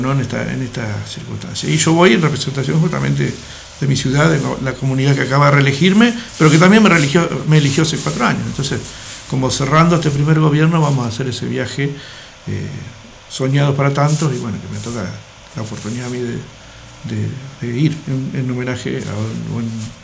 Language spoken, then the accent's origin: Spanish; General Alvear, Mendoza, Argentina; soy de General Alvear, un pueblo chico, bendiga a mis alveares y nada más.